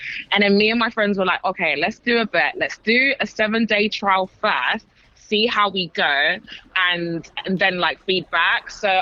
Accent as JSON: {"language": "English", "region": "London", "country": "United Kingdom", "said": "You know, like I'm from London."}